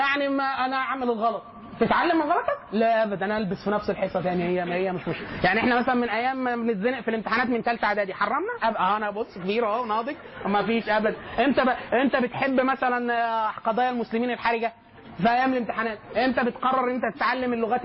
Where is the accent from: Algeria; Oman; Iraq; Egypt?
Egypt; هل ده بيحصل عندنا بس احنا كمصريين